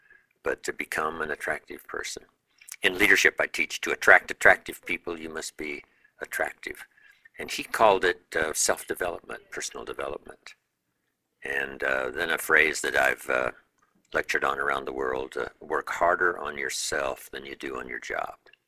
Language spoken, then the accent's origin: English; Idaho, United States; I was raised in Southwest Idaho, you know, farm country